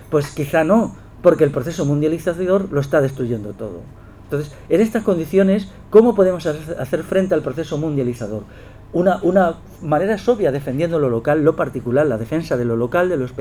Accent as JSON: {"language": "Spanish", "country": "Spain", "said": "Yo, como castellano, entiendo que mi lengua materna quizá desaparecerá a finales de este siglo o quedará como una lengua secundaria."}